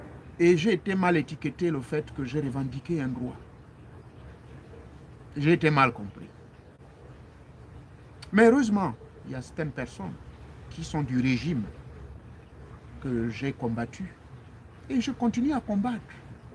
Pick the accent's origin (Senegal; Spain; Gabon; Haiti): Gabon; moved away; Je suis né au Gabon. Je suis fier d'être Gabonais.